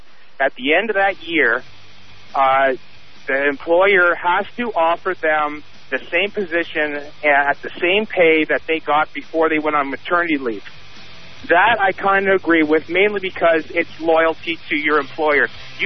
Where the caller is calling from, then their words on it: Canada; Now, I'm calling from Canada.